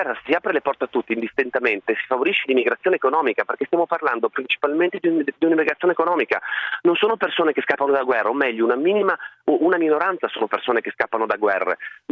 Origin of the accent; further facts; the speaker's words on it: Friuli-Venezia Giulia, Italy; Io vengo dal Friuli Venezia Giulia